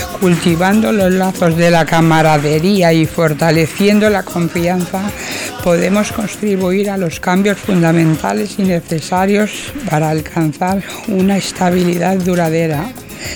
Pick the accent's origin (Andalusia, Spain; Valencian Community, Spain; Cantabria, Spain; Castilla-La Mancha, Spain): Castilla-La Mancha, Spain; Almorox; yo soy de Almorós, de la provincia de Toledo